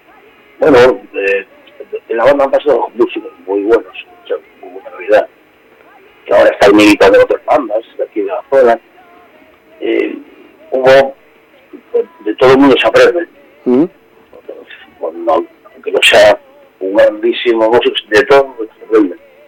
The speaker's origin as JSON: {"language": "Spanish", "region": "Asturias", "country": "Spain", "said": "todos somos asturianos, todos nos conocemos."}